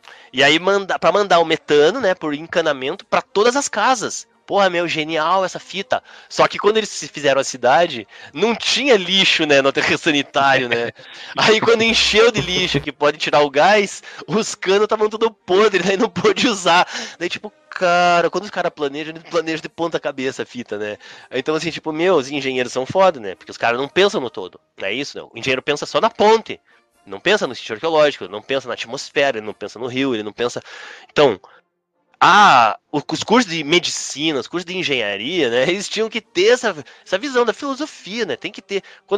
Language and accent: Portuguese; Curitiba, Paraná, Brazil; eu sou curitibano de quarta geração, pia. Tipo, desde nossa, minha família tá aqui desde 1600, né? Então, assim, não tem ninguém mais curitibano que eu, entendeu?